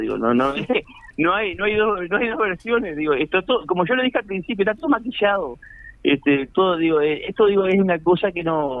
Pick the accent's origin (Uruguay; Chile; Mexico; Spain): Uruguay; porque somos todos uruguayos